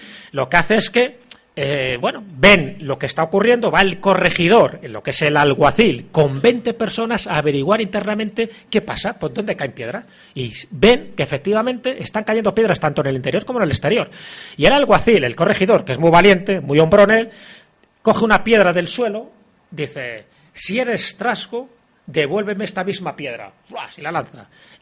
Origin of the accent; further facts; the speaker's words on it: Castile and León, Spain; ya digo que mi pueblo está a 25 kilómetros de Benavente, ya estamos en Zamora